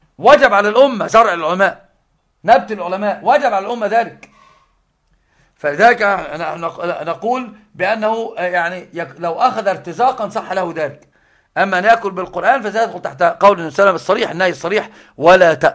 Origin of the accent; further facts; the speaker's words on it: Egypt; طبعا عندنا في مصر البلاء العظيم